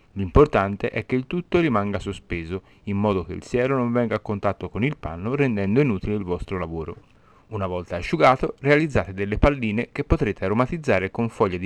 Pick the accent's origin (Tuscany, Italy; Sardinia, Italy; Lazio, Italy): Tuscany, Italy; altrimenti si sente troppo che sono toscano.